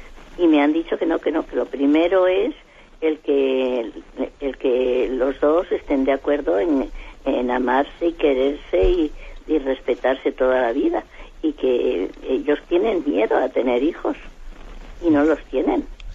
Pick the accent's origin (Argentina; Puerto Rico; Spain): Spain; Madrid, Community of Madrid; Yo soy de aquí de Madrid